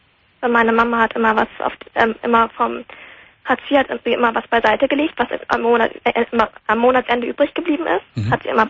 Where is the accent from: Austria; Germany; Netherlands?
Germany; Hamburg; born there; weil ich wohne jetzt ja auch wieder in Schleswig-Holstein, weil wir sind ja alle gebürtig aus Hamburg.